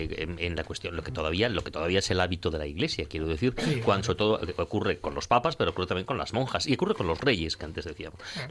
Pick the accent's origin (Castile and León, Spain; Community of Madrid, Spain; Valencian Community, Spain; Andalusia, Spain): Castile and León, Spain; Valladolid; yo he oído una vez a una señora mayor en mi pueblo, en Valladolid